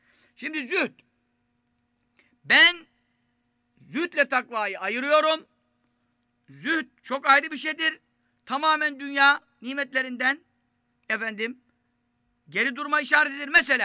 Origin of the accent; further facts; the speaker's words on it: Istanbul, Turkey; Şimdi ben Fatih Çarşamba'da doğdum, büyüdüm. 40 senelik Çarşambalıyız diyelim.